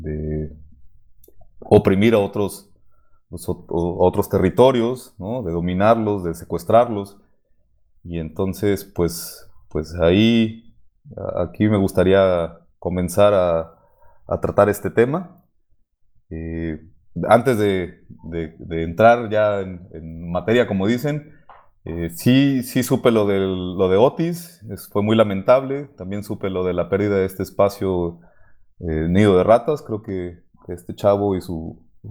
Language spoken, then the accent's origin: Spanish; Mexico; Bueno, soy de mi país, sonó medio feo, pero pues, qué está pasando aquí en el territorio mexicano o en esta región